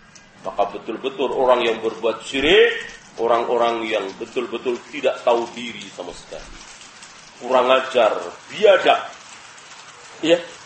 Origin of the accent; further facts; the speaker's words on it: Java, Indonesia; Segala apa kita orang Jawa sendiri nggak tahu